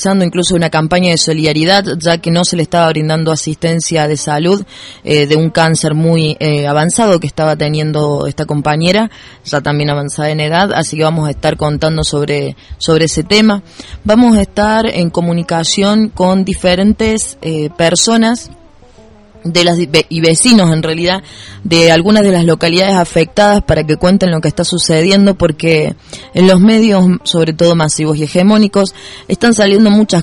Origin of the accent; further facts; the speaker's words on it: Río Ceballos, Córdoba, Argentina; Claro, soy de Río Ceballos